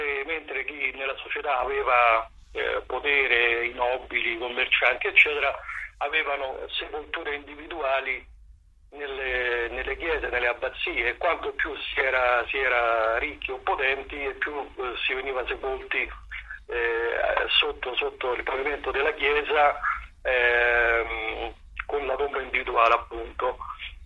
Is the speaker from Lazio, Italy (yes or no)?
no; Naples, Campania, Italy; Io sono di Napoli e il 2 novembre andavo a trovare mio nonno al cimitero